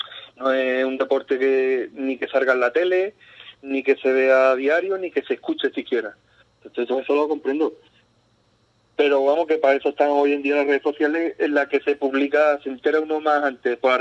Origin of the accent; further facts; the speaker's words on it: Ubrique, Andalusia, Spain; yo me siento ubriqueño. Uh-huh. De donde voy, digo, yo soy de Ubrique. Ya después, sí, la federación me dice que soy andaluz, que soy gaditano, pero yo, donde voy, digo, yo soy de Ubrique.